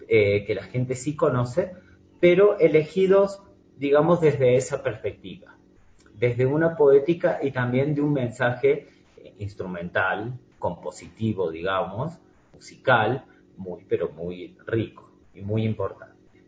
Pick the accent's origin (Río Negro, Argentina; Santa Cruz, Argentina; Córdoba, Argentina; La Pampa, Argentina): Córdoba, Argentina; Los tres músicos que interpretamos somos argentinos. Y no de Buenos Aires solamente, sino de distintas provincias. Yo soy de Córdoba